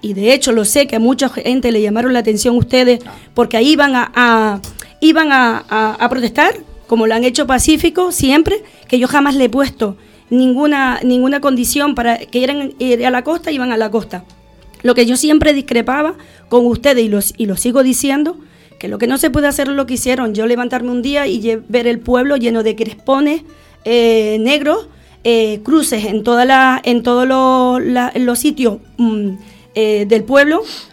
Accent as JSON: {"language": "Spanish", "town": "Los Silos", "region": "Canary Islands", "country": "Spain", "said": "Porque yo soy una defensora nata de mi pueblo y siempre voy a buscar lo mejor para el pueblo mío."}